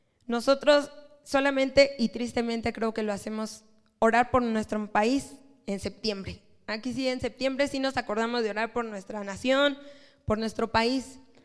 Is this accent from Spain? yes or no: no; Mexico; Hermano, creo que todos somos mexicanos.